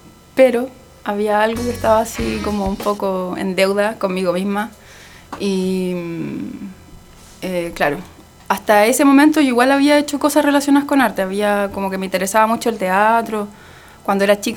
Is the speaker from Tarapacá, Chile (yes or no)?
no; Rancagua, O'Higgins, Chile; moved away as an adult; also born or lived in Temuco / Valparaíso; Y después volví a Rancagua. Y ahora tengo una vida como media dividida porque vivo en Santiago y Rancagua.